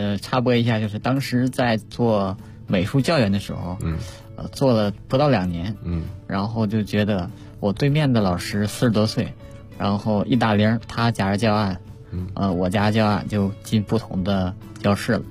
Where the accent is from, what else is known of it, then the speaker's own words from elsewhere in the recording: Jilin, China; 当时是正在我们的家乡吉林举办这个第6届亚洲冬运动会那时候